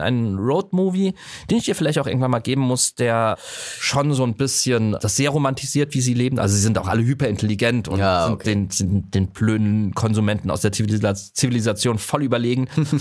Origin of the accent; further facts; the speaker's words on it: Saarland, Germany; Ich bin im Saarland groß geworden.